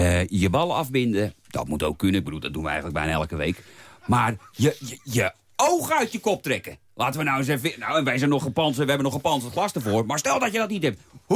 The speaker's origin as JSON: {"language": "Dutch", "region": "North Holland", "country": "Netherlands", "said": "Maar ik ben toch wel een beetje een chauvinist. Ik ben Noord-Hollander."}